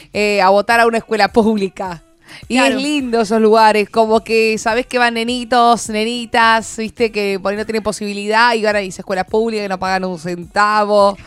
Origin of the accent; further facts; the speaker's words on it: Buenos Aires, Argentina; yo soy, no soy de La Plata, yo soy de Capital Federal, ¿no?